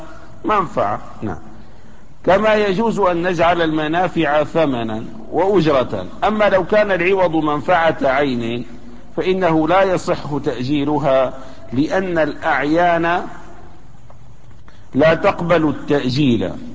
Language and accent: Arabic; Damascus, Damascus Governorate, Syria; مثلا عندنا في دمشق الآن موجود هذا البلوك الإسمنتي أو الفخاري